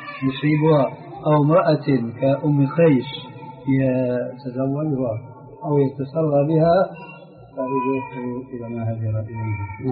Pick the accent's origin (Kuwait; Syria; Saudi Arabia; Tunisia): Syria; هذا معروف عندكم عندنا في سوريا